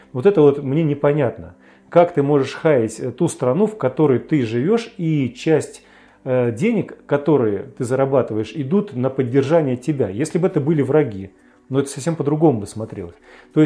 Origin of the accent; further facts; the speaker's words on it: Russia; Ну, сначала паспорта посмотрел, увидел, что мы из России.